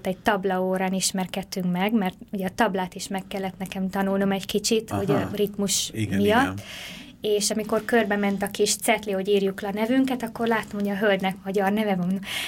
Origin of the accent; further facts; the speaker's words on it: Hungary; mivel én magyar vagyok, és gyakran járunk itthon